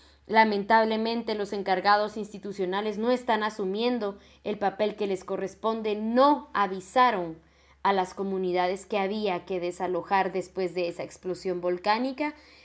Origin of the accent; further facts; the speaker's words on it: Totonicapán, Guatemala; de Totonicapán, Guatemala